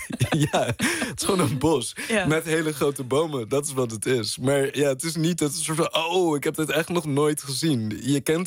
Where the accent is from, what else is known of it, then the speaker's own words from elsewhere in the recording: Netherlands; Als Nederlander niet.